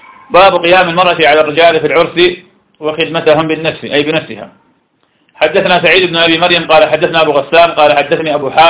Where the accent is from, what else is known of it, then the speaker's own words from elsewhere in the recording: Iraq; accent: Iraqi; وإذا يصير شراب لقيت أنه يسمى نجوع في لهجتنا العراقية